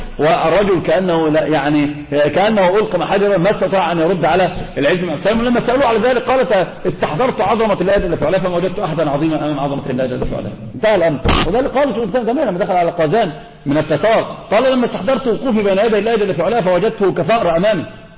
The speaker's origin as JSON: {"language": "Arabic", "country": "Egypt", "said": "هذا منتشر عندنا في مصر"}